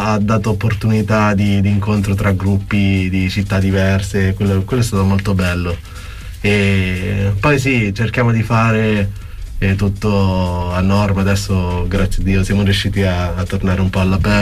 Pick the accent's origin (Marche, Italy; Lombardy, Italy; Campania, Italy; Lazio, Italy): Lazio, Italy; Latina; Cioè anch'io sono emigrato da Latina